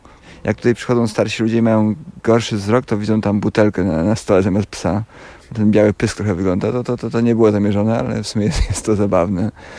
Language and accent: Polish; Warsaw, Masovian Voivodeship, Poland; ja mieszkam na Żoliborzu od urodzenia właściwie prawie.